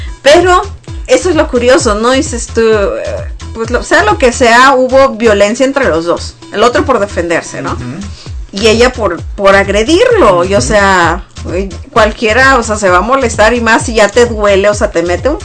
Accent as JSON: {"language": "Spanish", "country": "Mexico", "said": "en nuestras familias mexicanas, porque somos mexicanos"}